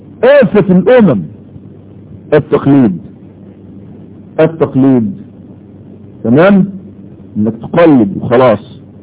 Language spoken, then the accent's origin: Arabic; Egypt; واقول على الاقل في بلدنا مصر